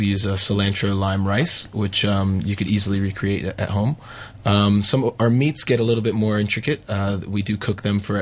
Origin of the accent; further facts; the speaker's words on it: Washington, District of Columbia, United States; now in Hong Kong; I'm from D.C., right? So Washington, D.C. But I was born in L.A., so I do have family still in L.A.